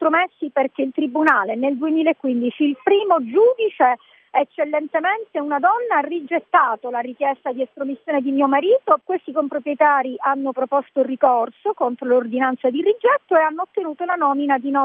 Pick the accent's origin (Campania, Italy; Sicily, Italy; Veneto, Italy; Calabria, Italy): Sicily, Italy; E io ho voluto dare un contributo alla mia terra, la Sicilia, una terra da cui tutti vanno via